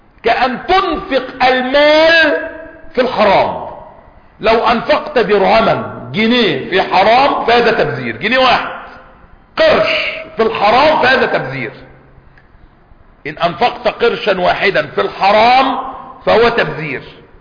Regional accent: Egypt; عندنا في مصر سفهاء

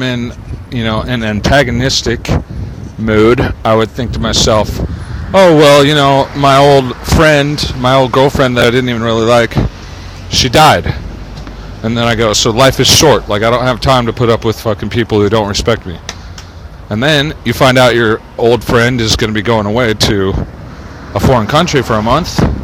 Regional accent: Santa Cruz, California, United States; born there; now in Los Angeles, United States; because I was born in Santa Cruz.

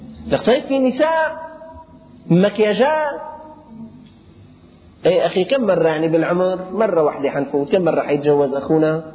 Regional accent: Syria; العرابات هلأ هي الأمور بدأت بسيطة عندنا في الشام

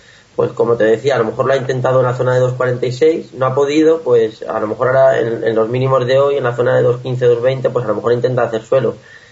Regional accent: Castilla-La Mancha, Spain; soy de Castilla-La Mancha

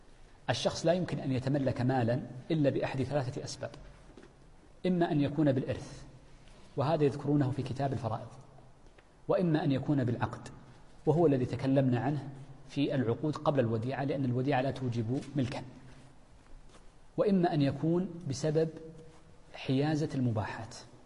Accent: Hejaz, Saudi Arabia; والتين عندنا في الحجاز مثلا، في الطائف التين في ينبت

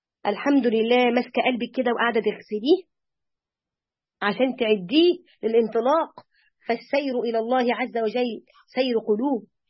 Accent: Egypt; ونتذكرهم ما كان من هؤلاء الفراعنة وإحنا مصريين

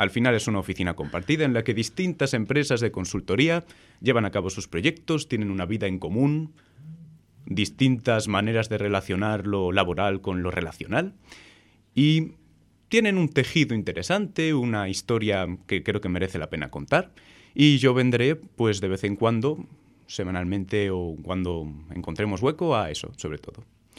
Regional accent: León, Castile and León, Spain; moved away as an adult; Soy un leonés que por sus estudios universitarios acaba en Madrid, viviendo un par de años en Tetuán y ahora me he tenido que mudar

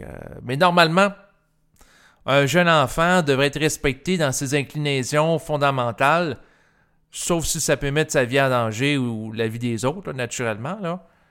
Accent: Quebec, Canada; Moi, je suis un Québécois. Je suis né en 1981. Je viens d'une famille quand même assez conservatrice pour l'époque. Mes deux parents allaient régulièrement à la messe.

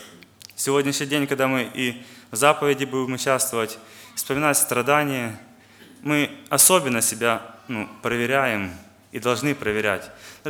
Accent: Western Ukraine, Ukraine; я из Западной Украины, из церкви города Ровно.

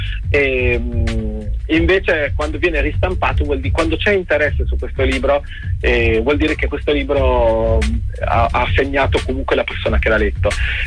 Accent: Pesaro, Marche, Italy; Sono di Pesaro e il nostro mare ha quella... è veramente strano, perché è profondo

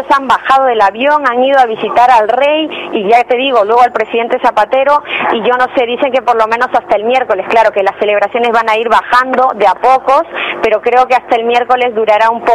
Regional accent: Peru; now in Spain; yo como peruana y que tengo el corazón partido, como digo, que estoy mitad aquí en España porque estoy casada con un español, y mi corazón peruano

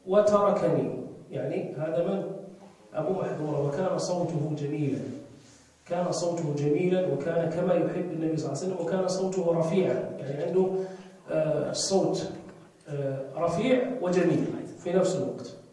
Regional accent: Morocco; والحمد لله احنا عندنا في المغرب هذا، عندنا هذا الترجيع

